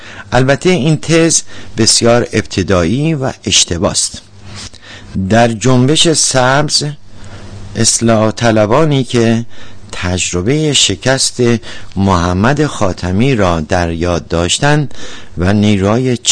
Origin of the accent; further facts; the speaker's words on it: Iran; شخصا به عنوان یک ایرانی بسیار هم خوشحال هستم